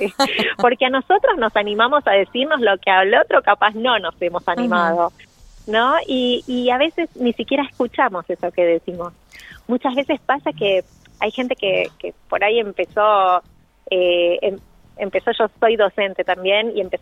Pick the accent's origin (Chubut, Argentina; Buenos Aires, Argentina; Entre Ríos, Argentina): Buenos Aires, Argentina; soy de Buenos Aires